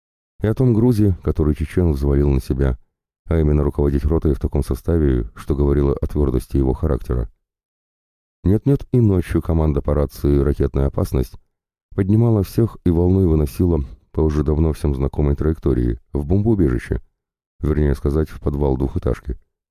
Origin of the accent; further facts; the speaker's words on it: Donbas, Ukraine; И может даже благодаря тому, что мы, бойцы с Донбасса, находимся здесь, это смертельное железо никогда и никуда уже не полетит